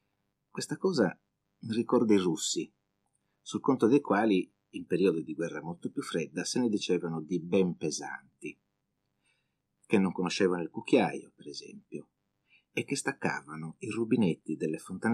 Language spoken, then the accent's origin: Italian; Sardinia, Italy; Anch'io devo essere un po' brontosardo, innamorato della mia terra.